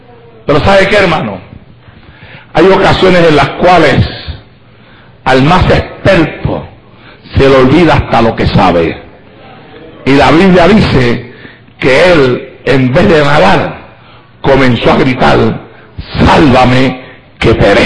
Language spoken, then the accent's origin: Spanish; Santa Isabel, Puerto Rico; como todavía los hay en mi pueblo, en Santa Isabel.